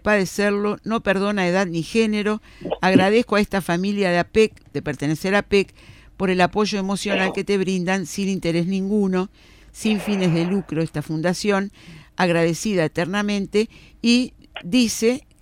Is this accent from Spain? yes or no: no; Uruguay; somos muchos uruguayos padeciendo la enfermedad